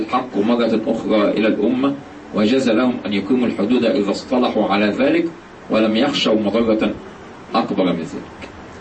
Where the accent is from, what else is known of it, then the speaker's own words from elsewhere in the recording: Egypt; إحنا النهارده عندنا في مصر